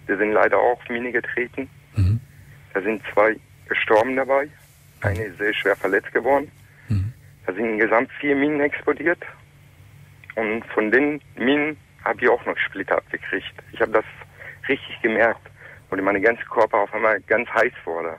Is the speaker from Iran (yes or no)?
yes; Iran; Ich bin gebürtiger Iraner und das ist ca. 24 Jahre her. Ich war 14 Jahre alt, wo das passiert ist.